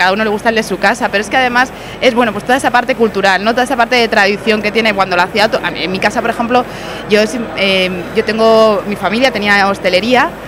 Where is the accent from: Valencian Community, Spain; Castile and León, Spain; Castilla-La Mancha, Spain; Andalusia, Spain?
Valencian Community, Spain; Elche; yo soy de Elche de toda la vida